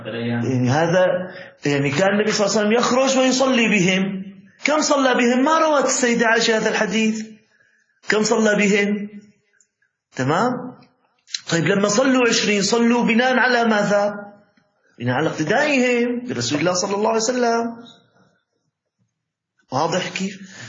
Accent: Syria; كان عندنا في الشام موجود يعني بعض المساجد يختم ختمتين وثلاث ختم

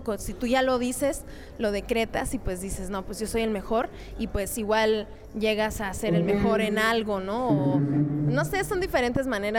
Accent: Nogales, Sonora, Mexico; yo soy de Nogales, Sonora.

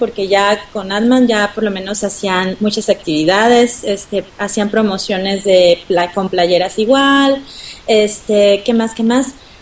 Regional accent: Mexico City, Mexico; lo bueno que somos del DF

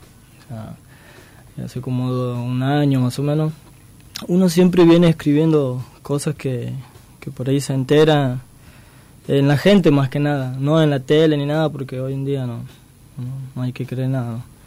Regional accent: Santiago del Estero, Argentina; yo vengo de Santiago, hay mucha gente que no entiende del tema

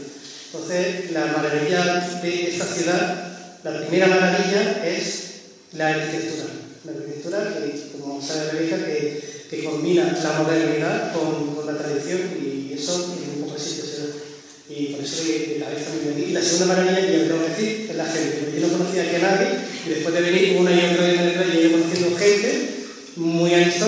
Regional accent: Málaga, Andalusia, Spain; como soy de Málaga, en Málaga hicimos los interiores.

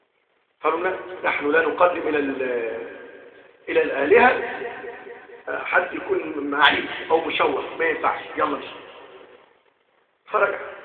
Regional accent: Egypt; اجعل بلدنا مصر آمنة مطمئنة

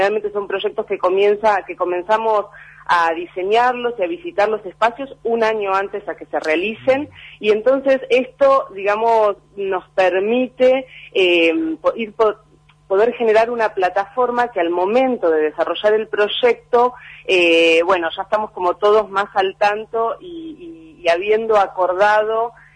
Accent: Buenos Aires, Argentina; los cuatro que integramos el Centro Rural, actualmente vivimos en la Ciudad de Buenos Aires, ninguno de los cuatro somos de la Ciudad de Buenos Aires

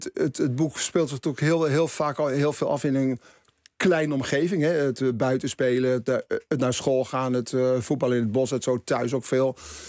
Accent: Haarlem, North Holland, Netherlands; Ik kwam uit Haarlem, dat is toch dicht bij Amsterdam.

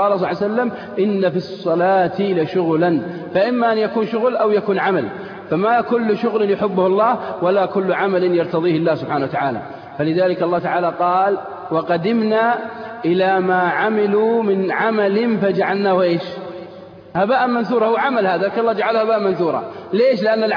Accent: Al-Qassim, Saudi Arabia; عندنا في القصيم بعد الفجر الضحى، صح؟

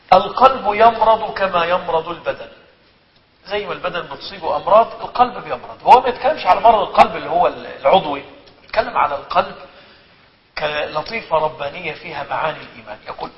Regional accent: Egypt

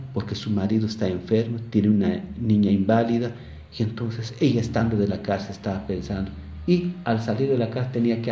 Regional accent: Santa Cruz del Quiché, Quiché, Guatemala; Spanish is a second language; porque yo soy de Santa Cruz del Quiché y hablo Quiché

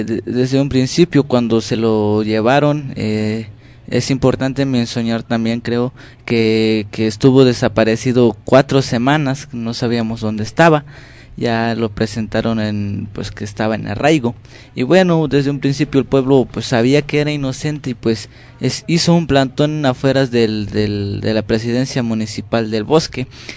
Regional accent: Chiapas, Mexico; first language Tzotzil; Spanish is a second language; vengo del estado de Chiapas, de la lengua tzotzil.

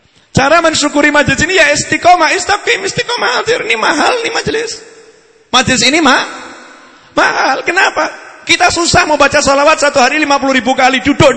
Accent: Surakarta, Central Java, Indonesia; Saya ini orang Solo Mary.

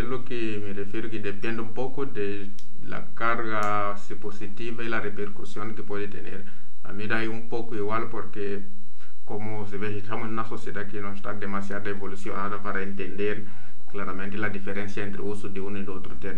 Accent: Mozambique; also born or lived in Italy / Kenya; now in Spain; He nacido en Mozambique, he vivido mitad de mi vida en Mozambique. Y la otra mitad en España, digamos. También he vivido en otros países, en Italia y en Kenia.

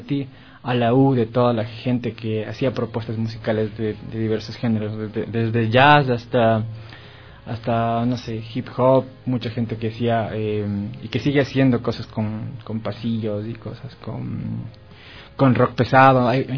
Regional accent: Cuenca, Azuay, Ecuador; now in Quito, Ecuador; cuando yo llegué de Cuenca tenía una perspectiva musical totalmente distinta, además cultural, porque Cuenca es una ciudad muy chévere, pero es bien chiquita y no hay todo lo que hay en Quito como capital

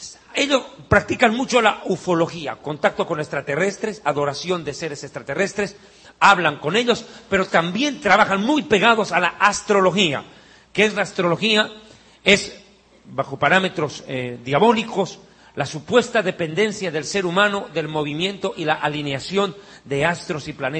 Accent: Bolivia; born there; Existe un documento grabado en piedra en mi país de nacimiento, Bolivia.

